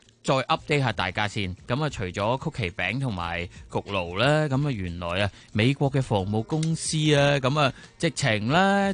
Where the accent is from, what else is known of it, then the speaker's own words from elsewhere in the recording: Hong Kong; 你好似我哋香港人住啲纳米楼咁样